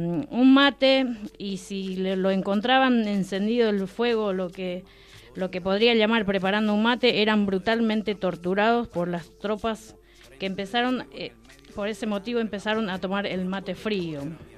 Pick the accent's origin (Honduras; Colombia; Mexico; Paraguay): Paraguay; now in Argentina; Yo, como hijos de paraguaya, soy paraguaya, nacido, criado y malcriado. Hoy en día estoy en Argentina